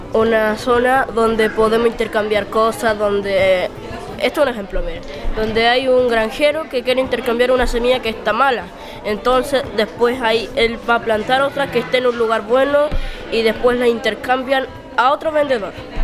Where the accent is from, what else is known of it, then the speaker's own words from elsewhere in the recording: Rehueco, Chile; soy de Rehueco